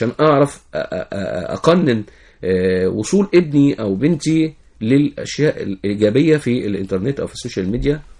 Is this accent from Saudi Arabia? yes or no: no; Egypt; يعني احنا عندنا في مصر شيزوفرينيا الكترونية.